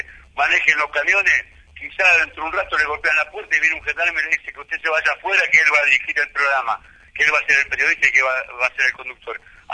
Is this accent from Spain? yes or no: no; Argentina; Esta es mi lectura como argentino, como militante, como peronista.